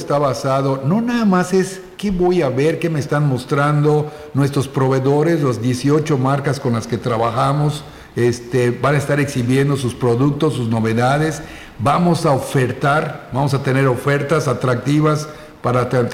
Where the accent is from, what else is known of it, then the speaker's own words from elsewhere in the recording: Yucatán, Mexico; los yucatecos no nos quejamos porque tomamos el salitre como algo yucateco.